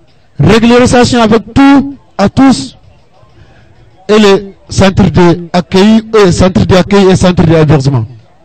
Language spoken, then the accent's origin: French; Mauritania; French is a second language; Moi je suis mauritanien